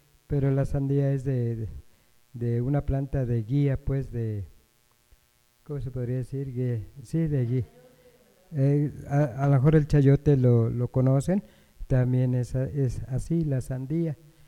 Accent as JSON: {"language": "Spanish", "region": "Jalisco", "country": "Mexico", "tie": "born or raised there", "said": "En el estado de Jalisco, pues lo que es mi pueblo, se sembraba mucho el maíz"}